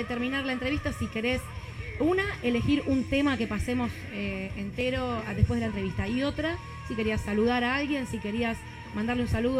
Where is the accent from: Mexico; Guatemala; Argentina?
Argentina; Tres Arroyos, Buenos Aires Province; born there; nosotros ahora ya no vivimos más en Córdoba. Franco es cordobés, yo me lo traje para mi ciudad natal acá en Buenos Aires, Tres Arroyos.